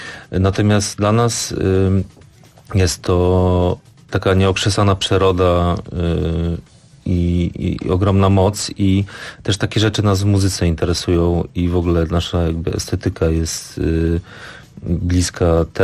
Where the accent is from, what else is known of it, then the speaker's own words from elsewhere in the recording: Gdańsk, Pomeranian Voivodeship, Poland; No i wiesz, to też jest tak, że my jesteśmy z Gdańska